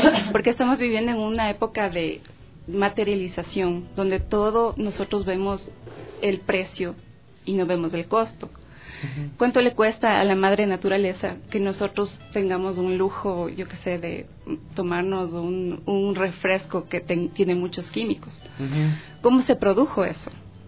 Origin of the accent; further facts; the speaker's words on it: Ecuador; a reconocernos como ecuatorianos